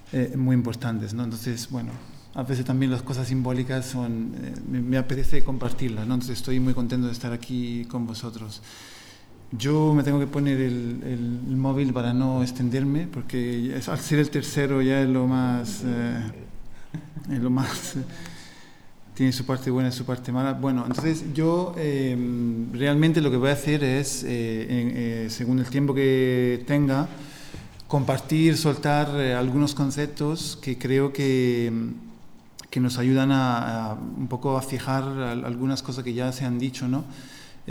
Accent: Italy; Spanish is a second language; y yo también soy italiano, ¿no? Y lo hemos tenido.

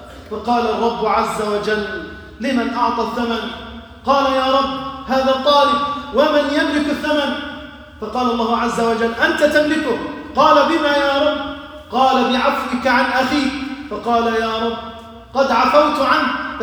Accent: Algeria; اللهم احفظ بلدنا الجزائر

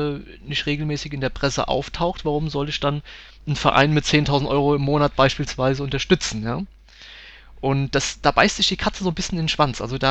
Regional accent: Rhineland-Palatinate, Germany; Und ich komme ja ganz aus der Nähe von Mainz.

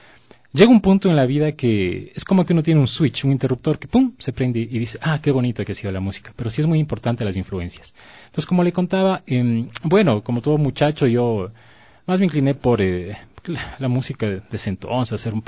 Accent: Otavalo, Imbabura, Ecuador; yo soy de Otavalo. Mi mamá es de Otavalo, mi papá es de la provincia de Tungurahua, de un pueblo que se llama Huambalito, que queda más arriba de Pelileo.

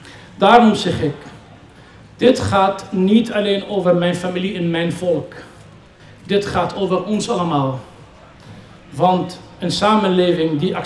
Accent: Syria; Dutch is a second language; now in Netherlands; Ik ben opgegroeid in Syrië. En woon inmiddels jaren in Nederland.

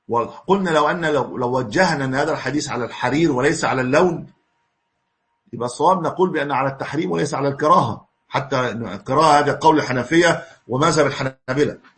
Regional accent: Egypt; ويبدو أن هذا ليس عندنا في مصر الآن

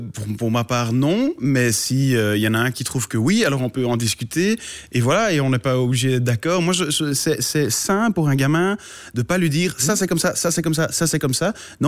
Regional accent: Flanders, Belgium; je viens de Flandre, ouais.

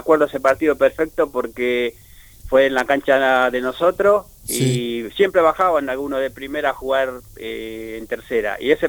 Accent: Claypole, Buenos Aires Province, Argentina; also born or lived in Paraguay; Del partido Almirante Brón. Uh-huh. Y nacido en el Paraguay, ¿no? Pero sí, me crié toda la vida en la Argentina. Nada más que nací allá y viví toda mi vida en la Argentina. Por ahí no se me nota tanto que soy paragua.

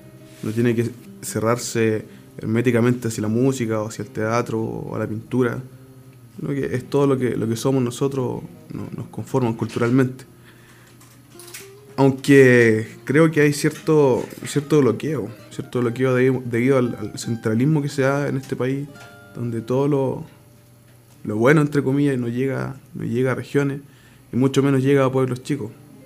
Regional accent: Curacautín, Araucanía, Chile; Soy ciudadano de Curacautín. Estudiante universitario.

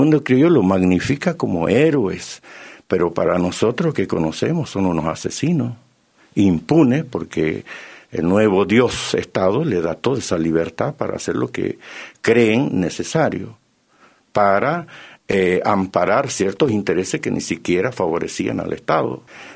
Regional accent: Argentina; Nos tiene que dar identidad como argentino. ¿Qué cosa grande, qué cosa importante nos identifica como argentino?

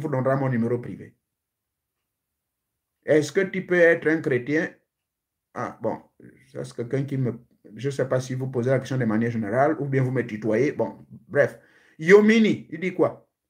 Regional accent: Gabon; chez moi au Gabon

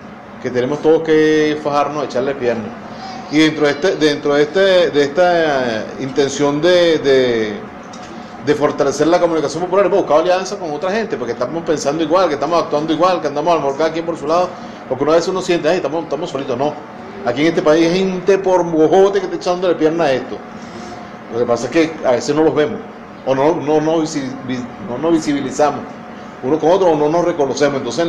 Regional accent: Venezuela; Somos venezolanos, somos caribeños.

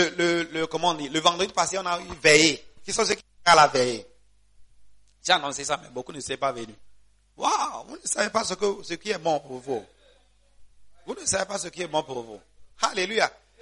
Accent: Gabon; ok, moi, je suis gabonais

